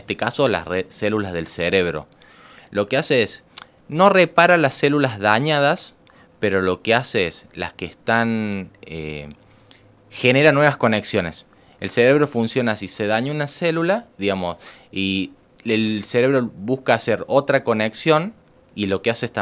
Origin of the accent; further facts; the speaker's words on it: Córdoba, Argentina; born there; now in Unquillo, Argentina; Yo nací en Córdoba. Ajá. Pero mis últimos años, hace más o menos 30 años, vivo uh-huh. acá. He vivido en Saldán, uh-huh. en Villa Allende. Hoy día estoy viviendo en Unquillo. Uh-huh. Pero siempre por acá, por la zona.